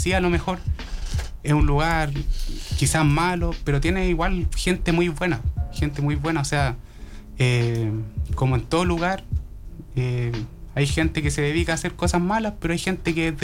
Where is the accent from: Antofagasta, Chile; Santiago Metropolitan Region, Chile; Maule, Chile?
Santiago Metropolitan Region, Chile; Sí, mira, claro, mirada rara por decir que uno es de Los Espejos.